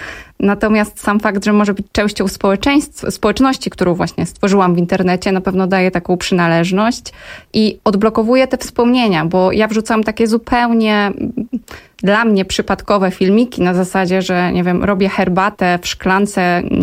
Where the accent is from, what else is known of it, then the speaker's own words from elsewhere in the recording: Kraków, Lesser Poland, Poland; U nas w Krakowie zostały obwarzanki